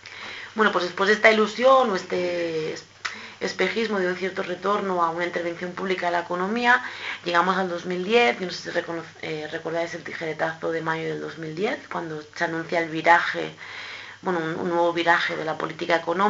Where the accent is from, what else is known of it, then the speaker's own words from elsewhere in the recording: Catalonia, Spain; en el caso de Cataluña, que es de donde yo vengo